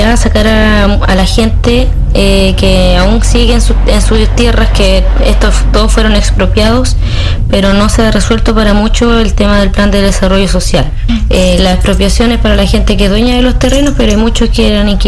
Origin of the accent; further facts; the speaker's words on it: San Fabián de Alico, Ñuble, Chile; soy de San Fabián de Alico